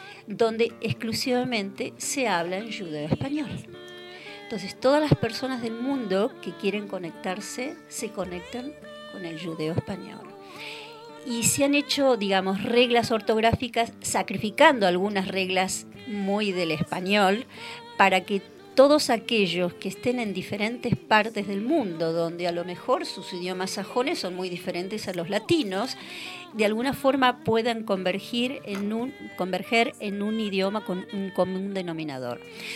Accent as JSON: {"language": "Spanish", "country": "Argentina", "said": "Entonces, ahí como artista argentina que viene a cantar esta música"}